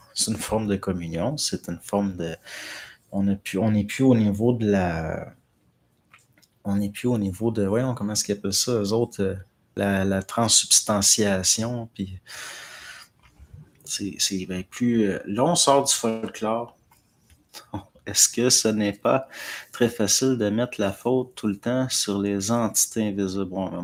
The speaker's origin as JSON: {"language": "French", "region": "Quebec", "country": "Canada", "said": "c'est là qu'on voit qu'on est des Latins, les Québécois."}